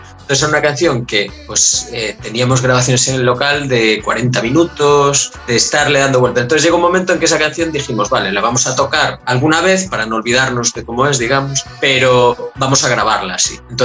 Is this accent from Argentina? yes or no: no; Galicia, Spain; Nosotros somos de Galicia, no estamos situados en las capitales, digamos, de ni siquiera de nuestras provincias, quiero decir, estamos un poquito en los márgenes dentro de España.